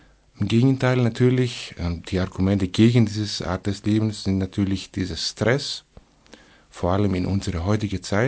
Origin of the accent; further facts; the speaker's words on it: Thessaloniki, Central Macedonia, Greece; German is a second language; Es gibt außer die Hauptstadt, die zweitgrößte Hauptstadt Thessaloniki, wo ich herkomme.